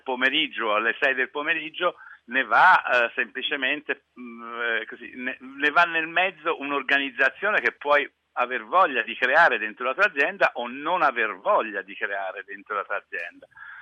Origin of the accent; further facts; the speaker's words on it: Florence, Tuscany, Italy; io sono fiorentino